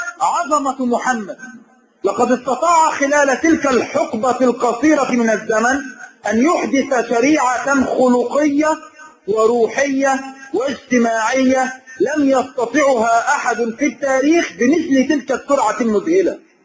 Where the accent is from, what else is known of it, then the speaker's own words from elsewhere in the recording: Egypt; فهم يعيشون معنا في بلادنا مصر وهي بلد إسلامي